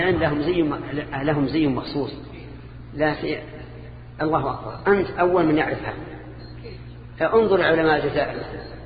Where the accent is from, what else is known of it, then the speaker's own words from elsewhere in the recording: Saudi Arabia; الآن حتى عندنا في السعودية.